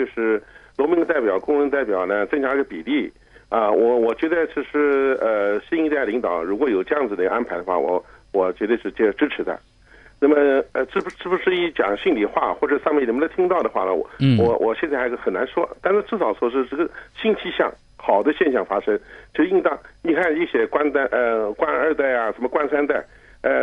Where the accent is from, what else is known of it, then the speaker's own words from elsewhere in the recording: Hong Kong; 我来自于香港。